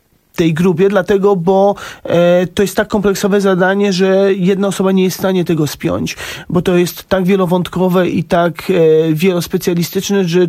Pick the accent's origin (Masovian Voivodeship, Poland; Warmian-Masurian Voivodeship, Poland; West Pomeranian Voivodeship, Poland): Masovian Voivodeship, Poland; Warsaw; ja dorastałem na Saskiej Kępie i tam... To miejsce jest bardzo bliskie mi.